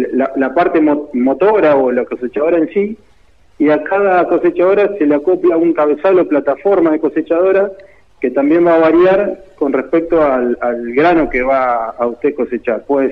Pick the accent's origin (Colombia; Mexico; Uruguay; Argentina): Argentina; San Jerónimo Norte, Santa Fe; yo también soy oriundo de San Jerónimo Norte